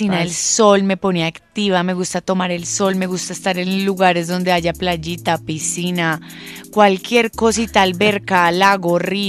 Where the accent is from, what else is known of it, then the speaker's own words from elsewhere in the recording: Cali, Valle del Cauca, Colombia; Porque yo soy caleña y a mí me encanta el sol. Y en Cali, verdaderamente, cuando llueve, hace frío.